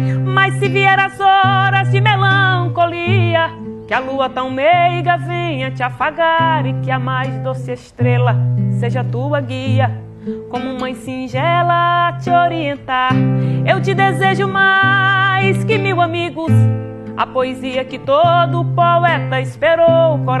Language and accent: Portuguese; Nova Floresta, Paraíba, Brazil; sou paraibana, nasci numa cidade da Paraíba chamada Nova Floresta, tenho 30 e poucos anos